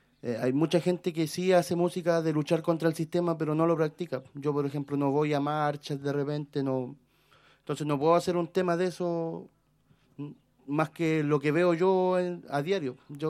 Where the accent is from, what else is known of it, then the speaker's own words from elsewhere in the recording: Nueva Imperial, Araucanía, Chile; Nosotros somos de acá de Imperial, ¿cachai? Llevamos años, más de 10 años ya, haciendo música.